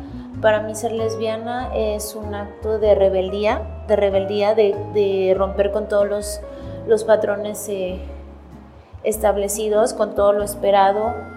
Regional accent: Chiapas, Mexico; Soy del estado de Chiapas.

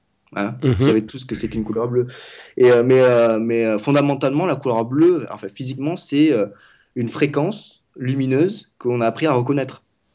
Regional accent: Vietnam; Pour ceux qui ne savent pas, je parle vietnamien, je suis vietnamien.

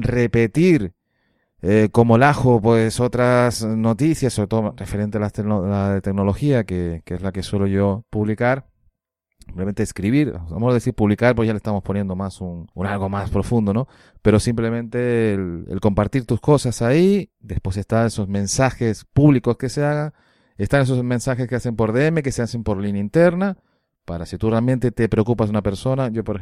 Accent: Canary Islands, Spain; Yo que soy canario me cuesta más apurar esa S.

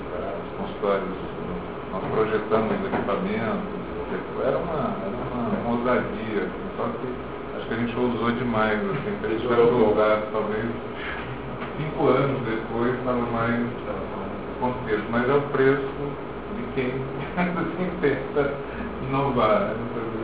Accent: Goiânia, Goiás, Brazil; sou goiano de origem, na cidade que nasceu, de Goiânia

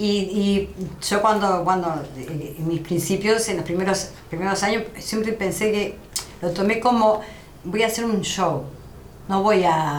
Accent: Uruguay; Y dijimos, no, somos uruguayos.

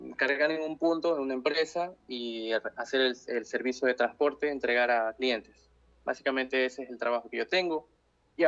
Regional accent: Ecuador; yo soy de Ecuador, tengo 22 años

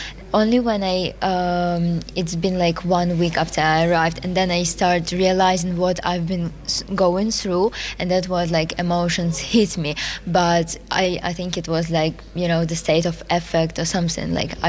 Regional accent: Kropyvnytskyi, Kirovohrad Oblast, Ukraine; They are in my hometown, Koropivnitsky, and my dad is working and my mom is helping.

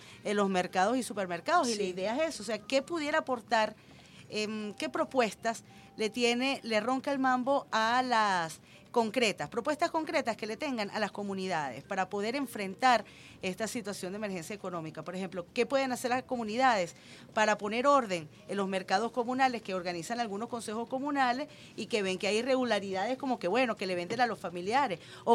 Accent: Venezuela; Nosotros somos el pueblo venezolano honesto, el pueblo venezolano creador.

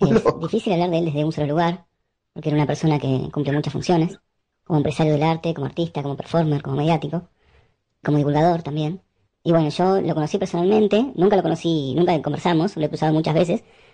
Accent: La Plata, Buenos Aires Province, Argentina; fui a la Facultad de Arte de La Plata. Yo soy de La Plata

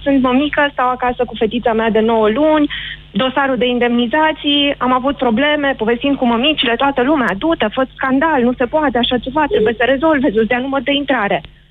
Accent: Cluj-Napoca, Cluj County, Romania; Nu sunt din Cluj.

